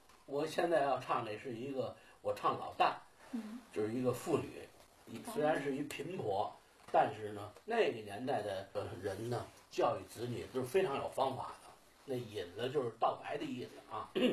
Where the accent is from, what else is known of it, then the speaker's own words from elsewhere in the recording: Daxing, Beijing, China; 当时这个我们北京人啊，我们大兴人啊，习武人众多。